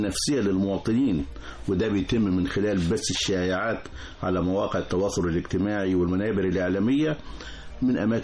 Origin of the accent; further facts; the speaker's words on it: Egypt; وإحنا كمصريين يجب أن ندرك أن معركة الوعي هي التحدي الأكبر